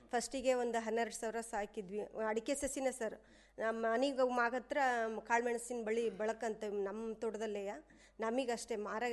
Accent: Guddahalli, Karnataka, India; ನಮ್ಮದು ಇದು ಗುಡ್ಡಳ್ಳಿನೇ ಸರ್, ಪಕ್ಕದ ಮನೆಯಲ್ಲೇ ಆಗಿರೋದು.

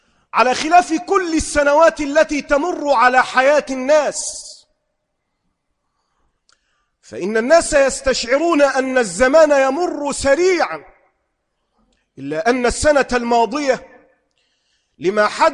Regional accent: Egypt; أما أن تحدث عندنا في مصر لا

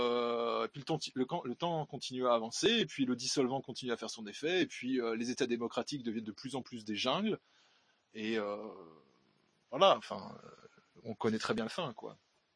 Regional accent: Grand Est, France; Ce type de mesure expérimentale de soumission et de délire collectif est systématiquement testé chez nous en Alsace.

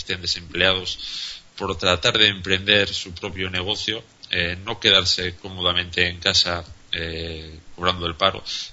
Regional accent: Spain; a nivel como español, a nivel de ciudadano

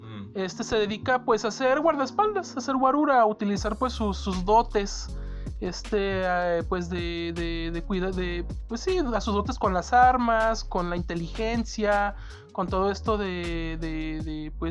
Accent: Mexico; y uno como mexicano dice, ok, yo sé que aquí hay inseguridad

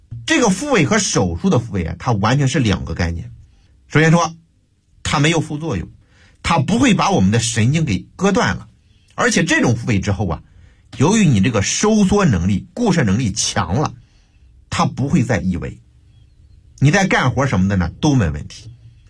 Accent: Beijing, China; 我们北京人呢还喜欢吃这个羊蝎子

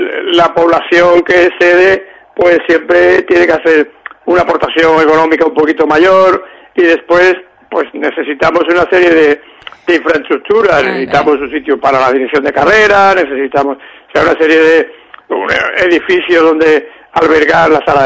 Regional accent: Andalusia, Spain; Somos así, los andaluces somos así, nos gusta hacer todo a última hora.

